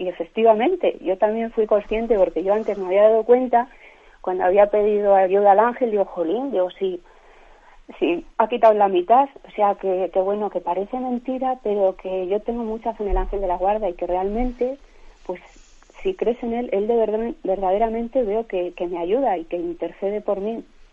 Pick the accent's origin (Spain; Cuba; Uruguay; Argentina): Spain; León, Castile and León; que yo soy de León